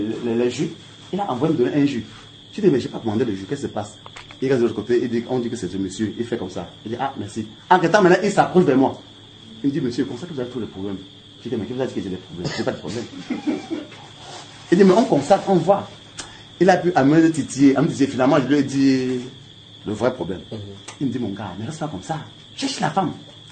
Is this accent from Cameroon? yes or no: yes; Douala, Littoral, Cameroon; born there; Je suis né à Douala, mais je ne maîtrise même pas beaucoup de Douala.